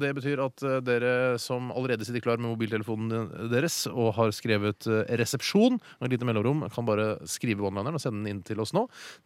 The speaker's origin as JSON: {"language": "Norwegian", "region": "Oslo", "country": "Norway", "tie": "born or raised there", "said": "Men der jeg har vokst opp, altså på Holmlia utenfor Oslo, altså i Oslo, men utenfor sentrum"}